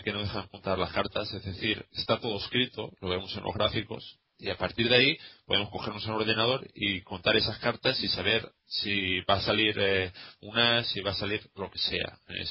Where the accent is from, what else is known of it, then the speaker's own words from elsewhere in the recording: Valencia, Valencian Community, Spain; porque soy de Valencia, ¿verdad?